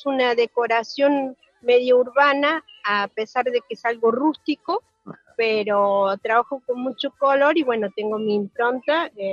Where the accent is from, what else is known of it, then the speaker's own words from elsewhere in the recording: Córdoba, Argentina; Yo soy de Córdoba, tengo compañeros que hemos venido juntos de Córdoba